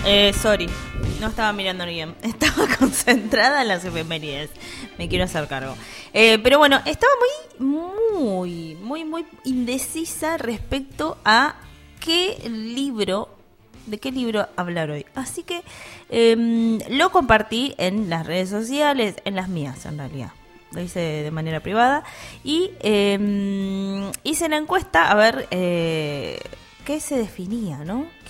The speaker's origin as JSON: {"language": "Spanish", "town": "José Mármol", "region": "Buenos Aires Province", "country": "Argentina", "tie": "born or raised there", "said": "Vecino de mi ciudad natal. Vamos, José Mármol"}